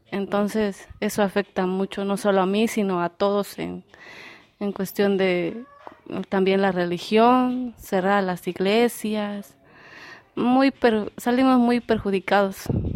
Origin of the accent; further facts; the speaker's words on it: Chicomuselo, Chiapas, Mexico; Soy de la colonia Pablo Lecidar, municipio de Chicumcelo, Chiapas.